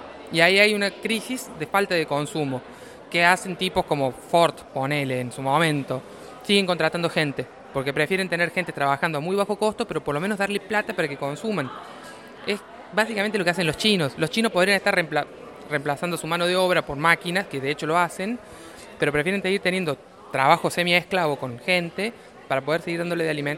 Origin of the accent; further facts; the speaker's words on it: Córdoba, Argentina; Bueno, yo soy de Córdoba, tenemos chicos en Tucumán y chicos en Nicaragua.